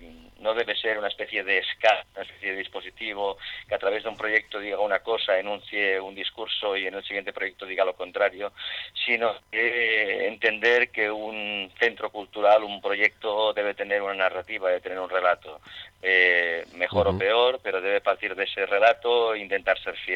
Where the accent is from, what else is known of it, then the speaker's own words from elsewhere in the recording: Barcelona, Catalonia, Spain; now in Gijón, Spain; Yo he desarrollado toda mi vida profesional en Barcelona, como dices tú muy bien, porque me conoces perfectamente. Soy más barcelonés que las Ramblas, pero es verdad que hace 4 meses he iniciado pues una nueva aventura profesional y personal también, yéndome a vivir a Gijón